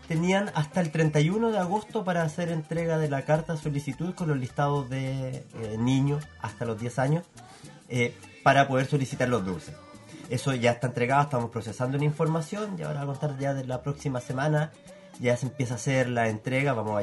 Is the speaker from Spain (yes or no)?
no; Concepción, Biobío, Chile; todos nos identificamos con una población siendo todos penquistas